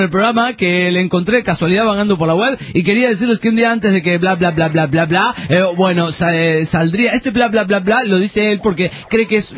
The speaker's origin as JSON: {"language": "Spanish", "town": "Punta del Este", "region": "Maldonado", "country": "Uruguay", "said": "soy de Punta del Este."}